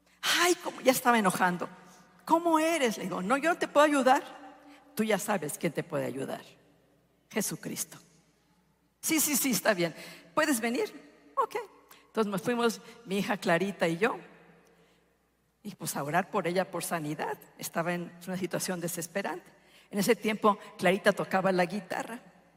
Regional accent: Durango, Mexico; Yo soy del estado de Durango.

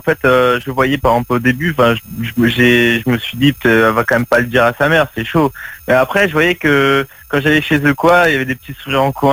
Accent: Reims, Grand Est, France; now in Marseille, France; J'habite là-bas, mais en fait, je suis arrivé il y a même pas un an à Marseille, mais je viens de Reims.

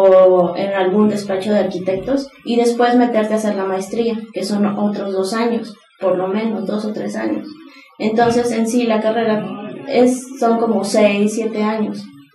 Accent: Veracruz, Mexico; now in Puebla, Mexico; yo soy de Veracruz. Entonces yo sentí una especie de cambio cultural, inclusive en lo que es dentro de México, claro, al venirme a Puebla.

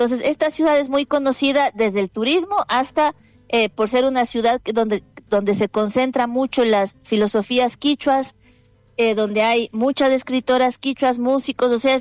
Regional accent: Ecuador; born there; esta vez vengo yo, que nací en Ecuador y ahora vivo en Ecuador en este momento de mi vida.

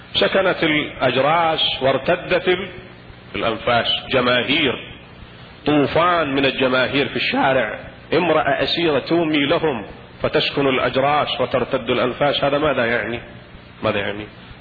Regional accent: Iraq; البطيخ نسمي عندنا بالعراق مثلا الرقي

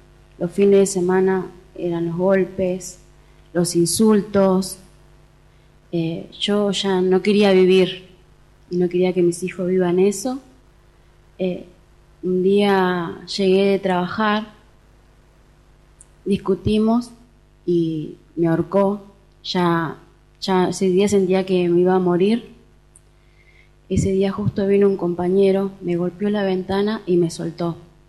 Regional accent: Entre Ríos, Argentina; moved away; Me vine de Entre Ríos para no vivir esto.

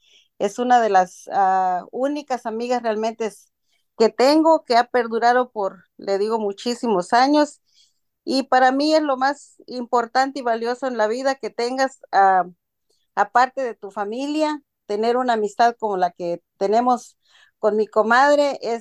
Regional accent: Guerrero, Mexico; soy de Guerrero, México.

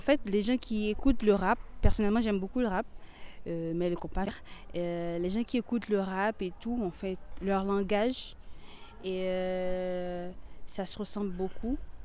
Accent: Haiti; Je viens d'Haïti, donc c'est dans les Caraïbes.

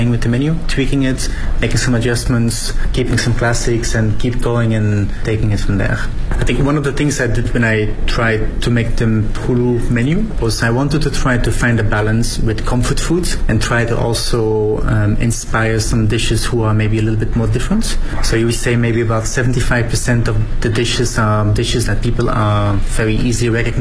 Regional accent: Belgium; English is a second language; I'm from Belgium

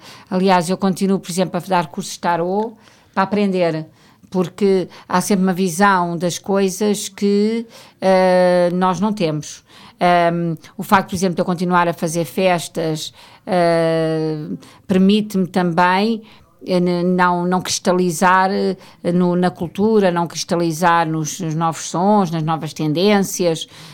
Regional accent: Ericeira, Lisbon, Portugal; Eu chegar à Ericeira, que foi um sítio onde eu cresci, onde meus pais tinham casa de férias

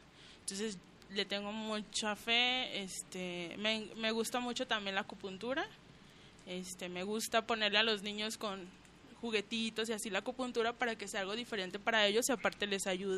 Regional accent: Colonia Morelos, Mexico; Soy de la Colonia Morelos, vivo con ella. Desde niños hemos vivido ahí, en la casa de mi abuelo, y pues ahí seguimos.

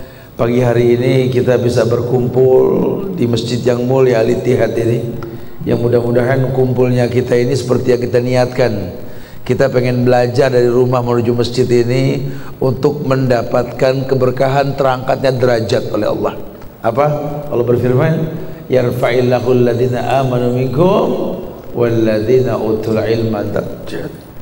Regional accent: Jakarta, Indonesia; Ustaz lahir di Jakarta, gede di Jakarta, sampai ke Pekanbaru ketemu sama kalian sama.

